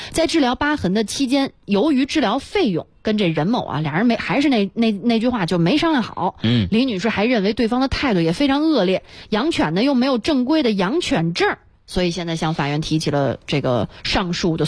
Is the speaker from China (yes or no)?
yes; South China, China; 虽然我真的是南方人。